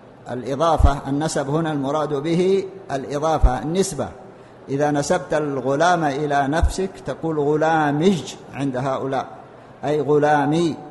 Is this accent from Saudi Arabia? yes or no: yes; Saudi Arabia; المنتشر الآن في لغتنا في السعودية في لهجتنا في القاف في اللهجة المحلية غير الفصحى، نحن لا نتكلم بالقاف إلا في القرآن وفي الدروس والمحاضرات، لكن بقية كلامنا نقول قال يقول